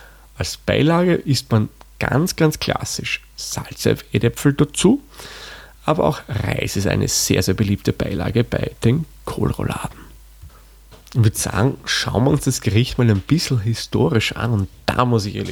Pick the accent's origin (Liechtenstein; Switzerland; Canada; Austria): Austria; Der Kohl ist bei uns in Österreich das, was man bei euch Wirsing nennt.